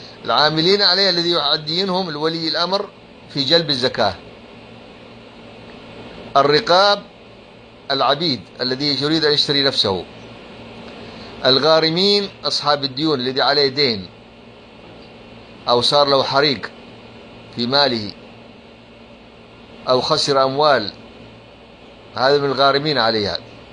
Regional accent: Libya; لأن عندنا في ليبيا من الصعب أن تجد أحد جائع

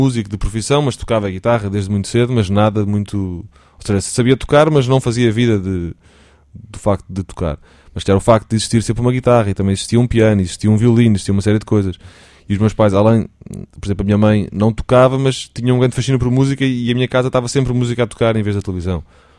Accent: Portugal; somos portugueses, temos que cantar em português

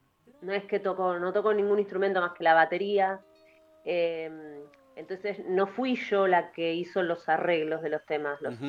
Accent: Argentina; ¿qué carajo es el joropo venezolano? Uno dice como argentino.

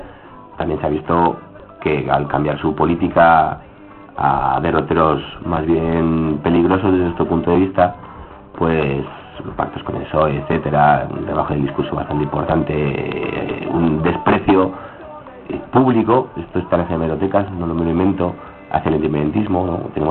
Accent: Aragon, Spain; Cuando viajamos fuera, vamos a otras naciones sin Estado, ¿no? Y entonces, pues, ¿de dónde eres? No, pues, sí, de Aragón.

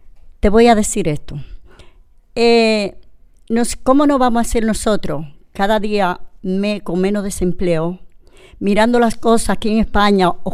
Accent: Dominican Republic; moved away as an adult; now in Spain; soy de República Dominicana y tengo la nacionalidad de aquí. Pero tengo 6 años de haber llegado de mi país, he venido aquí a trabajar.

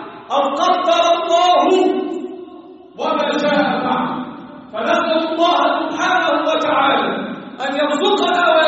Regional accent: Egypt; اللهم احفظ بلدنا مصر وسائر بلاد المسلمين

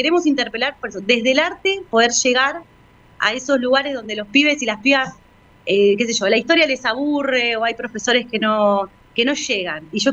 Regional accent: Argentina; lo que nos pasó como argentinos y argentinas

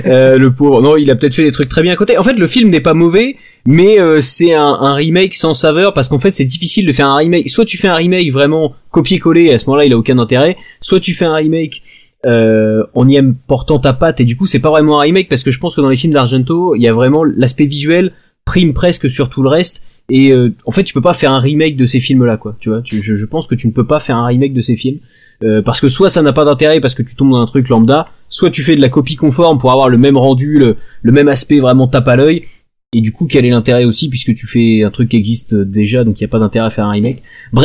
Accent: Italy; C'est parce que tout simplement les couvertures de polar, d'ailleurs comme chez nous, en Italie, sont jaunes.

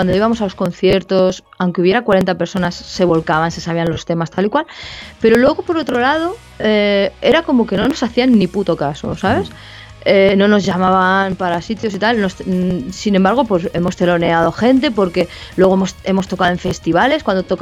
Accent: Spain; muy snob por nuestra parte, por los españoles, digo

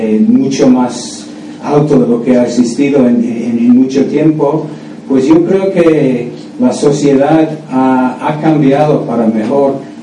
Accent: Scotland, United Kingdom; Spanish is a second language; moved away; aunque llevo muchos años viviendo fuera de Escocia, tengo el sentimiento de mi pueblo y de mi ciudad

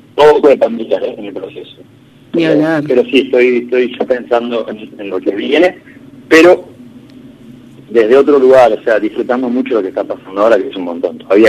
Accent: Bahía Blanca, Buenos Aires Province, Argentina; born there; nací en Bahía, sí

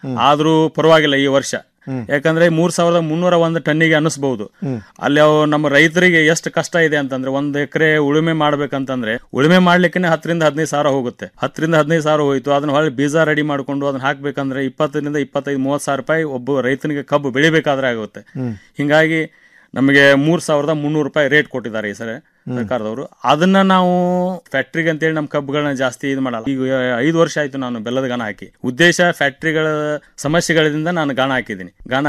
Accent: Neelagunda, Karnataka, India; born or raised there

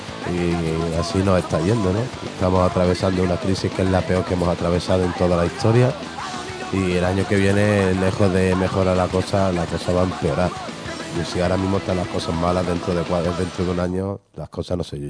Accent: Andalusia, Spain; aquellos que somos más nacionalistas andaluces no hemos sido invitados, ¿no?

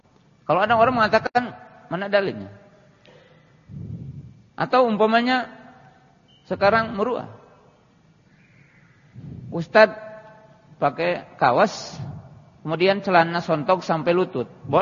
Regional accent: Java, Indonesia; Ya, kalau kita orang Jawa kan tata krama

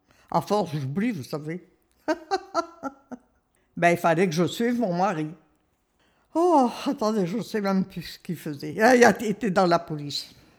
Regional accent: Saint-Michel-sur-Ternoise, Hauts-de-France, France; born there; 27 juillet 1929. Également, je suis née à Saint-Michel-sur-Ternoise. Ça touche à Saint-Paul.

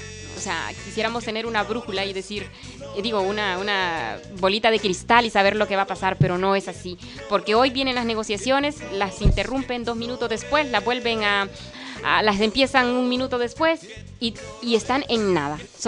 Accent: Honduras; Porque como hondureña me siento muy satisfecha

